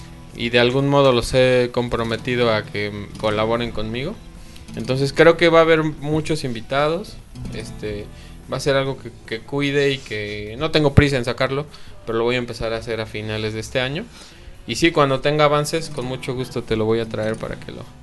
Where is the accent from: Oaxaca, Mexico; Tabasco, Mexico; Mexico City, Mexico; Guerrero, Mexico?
Mexico City, Mexico; now in Pachuca, Mexico; yo vengo del DF.